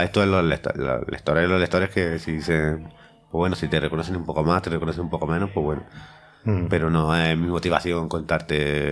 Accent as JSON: {"language": "Spanish", "town": "Deifontes", "region": "Andalusia", "country": "Spain", "tie": "born or raised there", "said": "están muy orgullosos porque ven que alguien de Difontes, sin, con una mano delante y otra detrás"}